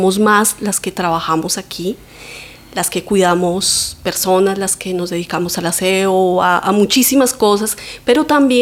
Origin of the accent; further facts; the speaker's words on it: Bogotá, Colombia; now in Valencia, Spain; como buena colombiana y bogotana.